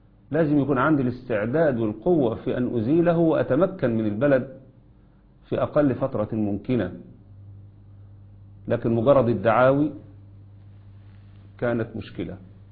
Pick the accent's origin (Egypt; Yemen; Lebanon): Egypt; لأن اللي حصل عندنا في مصر منذ عام كامل